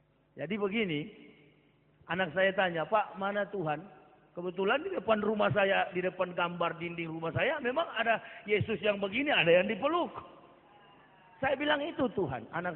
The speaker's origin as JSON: {"language": "Indonesian", "town": "Manado", "region": "North Sulawesi", "country": "Indonesia", "said": "Saya orang Manado asli. Asli kapir, begitu."}